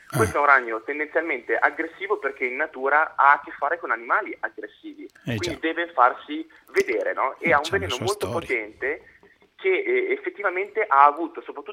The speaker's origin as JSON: {"language": "Italian", "town": "Genoa", "region": "Liguria", "country": "Italy", "said": "Io sono genovese, lo posso dire."}